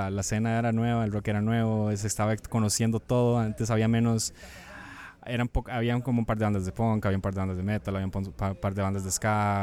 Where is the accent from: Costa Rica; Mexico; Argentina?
Costa Rica; Que es tan rica como la costarricense, que somos un país de 5 millones